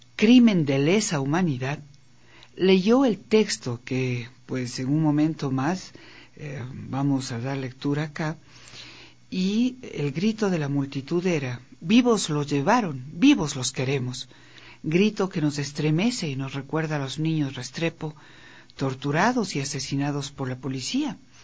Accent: Mexico

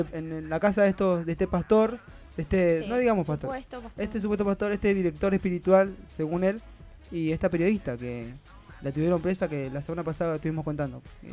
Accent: Argentina; nosotros como Argentina sabemos

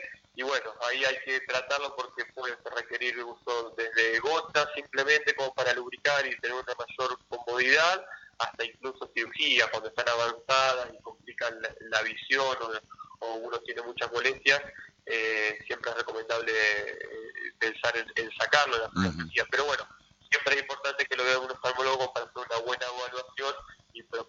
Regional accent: Rosario, Santa Fe, Argentina; Yo soy de Rosario, me formé en la Universidad Nacional de Rosario.

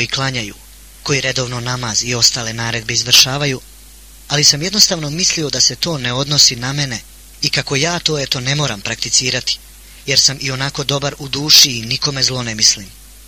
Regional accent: Banja Luka, Republika Srpska, Bosnia & Herzegovina; born there; Rođen sam u Banja Luci 1974. godine od oca Adema i majke Amire. Od malih nogu su me učili da ima Boga i da se u njega mora vjerovati

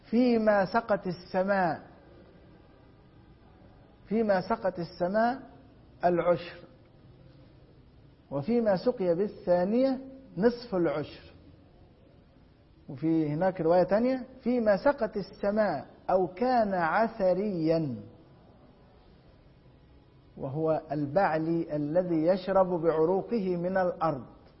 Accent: Egypt; عندنا في مصر حب الفجل الأحمر الأبيض لا زيت له

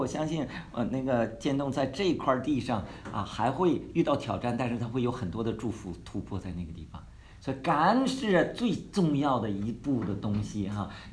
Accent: Northeast China, China; 虽然我们是东北人

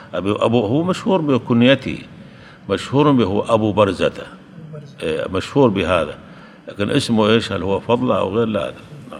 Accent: Syria; عندنا في سوريا

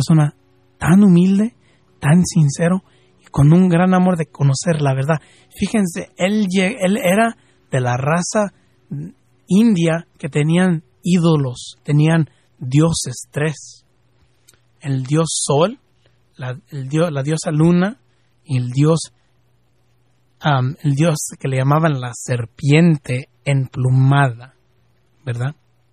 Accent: Guadalajara, Jalisco, Mexico; soy guadalupano, soy mexicano, soy de Guadalajara, Jalisco

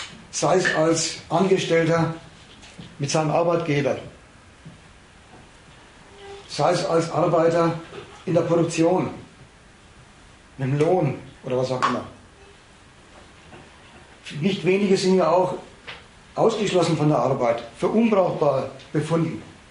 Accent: Dresden, Saxony, Germany; ich rede als Dresdnerin, das kann man also auch leipzigerisch sagen und erfurterisch

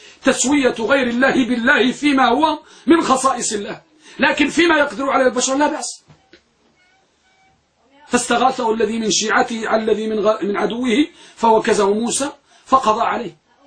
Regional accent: Morocco; وكما كان يقول بعض يعني عندنا في المغرب نقول

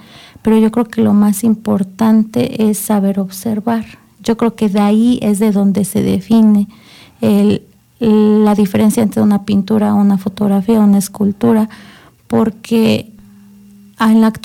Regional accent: Amecameca, State of Mexico, Mexico; Sí, así es. Yo nací aquí en Amecameca. Toda la vida he vivido aquí.

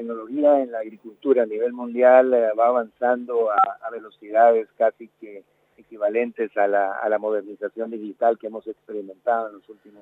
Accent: Guatemala; Mira, yo soy de Guatemala.

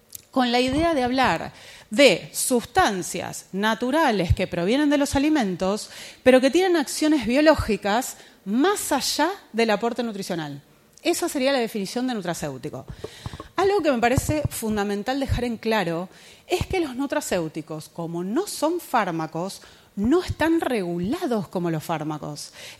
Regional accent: Argentina; Pero bueno, yo soy argentina y le digo así, ¿está bien?

